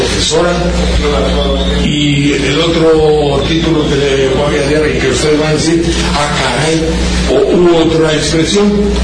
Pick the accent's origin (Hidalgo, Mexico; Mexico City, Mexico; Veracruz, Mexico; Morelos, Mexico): Veracruz, Mexico; Banderilla; Él tiene su origen en mi tierra, en Banderilla, y como ustedes ven, somos parientes.